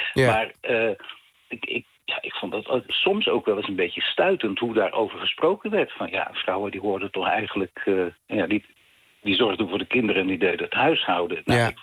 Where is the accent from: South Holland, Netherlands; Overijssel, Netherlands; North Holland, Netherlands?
South Holland, Netherlands; Honselersdijk; ik kom oorspronkelijk uit het Westlandse dorp Honselersdijk.